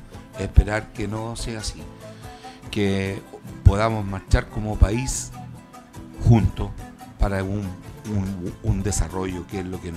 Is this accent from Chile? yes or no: yes; Chile; somos todos chilenos